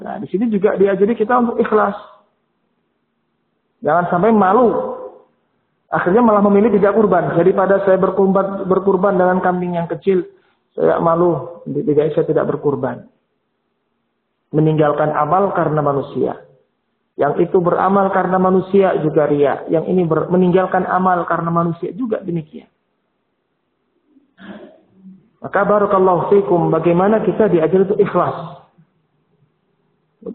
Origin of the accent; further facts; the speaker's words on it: Purworejo, Central Java, Indonesia; kalau di kampung halaman saya dulunya di mana Purworejo sana